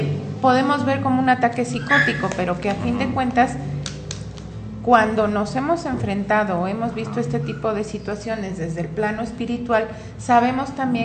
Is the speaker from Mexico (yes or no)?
yes; Mexico; y además somos mexicanos y tenemos que apoyarnos y vernos entre nosotros